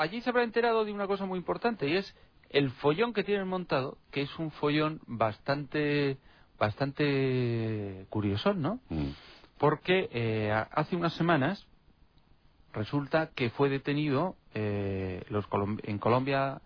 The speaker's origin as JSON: {"language": "Spanish", "region": "Castilla-La Mancha", "country": "Spain", "accent": "Castilla-La Mancha", "said": "De Castilla-La Mancha."}